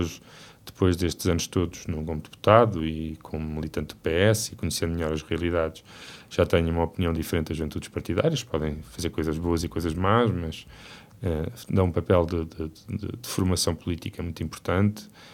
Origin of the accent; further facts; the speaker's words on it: Figueira da Foz, Coimbra, Portugal; also born or lived in Lisbon; apesar da minha família ser toda de Santarém, eles radicaram-se na Figueira da Foz e eu passei quase toda a minha vida na Figueira da Foz.